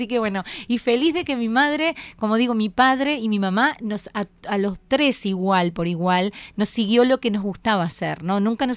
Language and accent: Spanish; Santa Lucía, Canelones, Uruguay; born there; now in Montevideo, Uruguay; yo soy del interior, yo nací en Santa Lucía, si bien hace más de 20 años que vivo acá en Montevideo, más de 23 años, sí nací en Santa Lucía. Estábamos cerquita de Montevideo